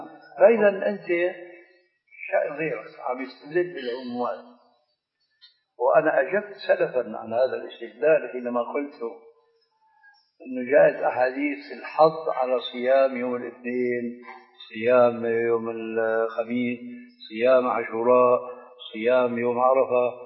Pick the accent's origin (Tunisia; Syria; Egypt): Syria; بس بدنا كما يقولون عندنا في الشام بدنا نصفح